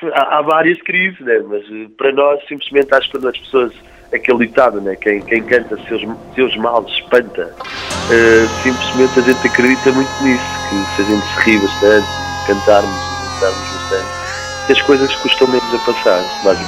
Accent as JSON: {"language": "Portuguese", "region": "Trás-os-Montes", "country": "Portugal", "tie": "born or raised there", "said": "vou lá sempre passar férias, e costumo ir lá, tenho lá toda a minha família, e é uma terra que eu adoro, então Trás-os-Montes é assim o meu berço, será sempre. Eu, antes de dizer que sou português, digo que sou transmontano, sempre, e será sempre assim."}